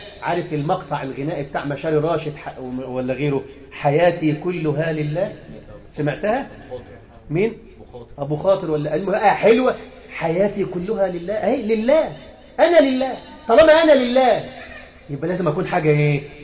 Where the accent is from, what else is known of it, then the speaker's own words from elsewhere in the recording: Egypt; أنا مصري، أنا مصري وسني